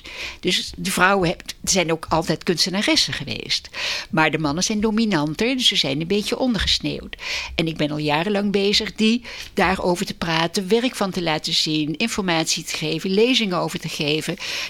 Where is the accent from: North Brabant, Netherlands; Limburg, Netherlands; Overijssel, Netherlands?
North Brabant, Netherlands; Den Bosch; also born or lived in Tilburg; Nou, ik ben geboren in Tilburg en opgevoed in Den Bosch, Brabant. En ik kom uit een hoogstburgerlijk gezin.